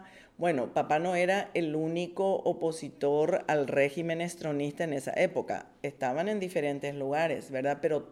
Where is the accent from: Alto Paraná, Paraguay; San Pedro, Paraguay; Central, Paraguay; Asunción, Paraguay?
Asunción, Paraguay; vengo de Paraguay, soy de Asunción, soy educadora